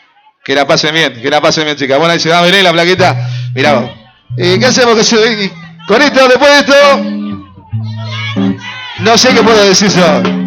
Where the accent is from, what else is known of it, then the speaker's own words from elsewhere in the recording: Salta, Argentina; Calchaquí, qué hermoso, mi Salta. ¡Qué hermoso, mi tierra!